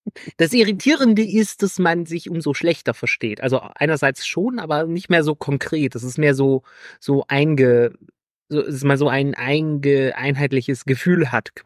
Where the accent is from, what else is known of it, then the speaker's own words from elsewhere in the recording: North Rhine-Westphalia, Germany; Nee, weil ich komme ja aus NRW. Wir hatten keine Pfingstferien.